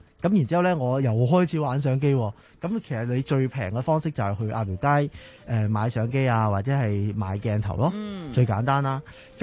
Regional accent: Tuen Mun, New Territories, Hong Kong; 好细个住屯门嘛

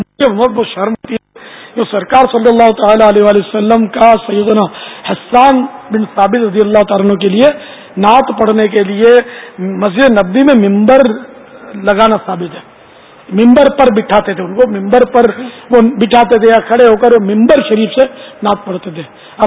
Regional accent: Karachi, Sindh, Pakistan; مولد میرا باب المدینہ ہے, کراچی پیدا ہوا ہے. میرا وطن یہ ہے باب المدینہ, پاکستان ہے الحمدللہ.

